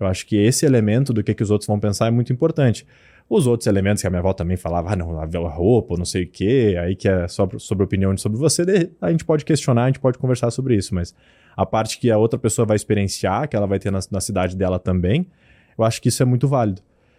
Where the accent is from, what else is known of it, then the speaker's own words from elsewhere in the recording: Lajeado, Rio Grande do Sul, Brazil; E eu cresci observando isso e vendo isso muito. Por bem ou por mal, lá em Lajado, de onde eu sou, eu achava que era normal.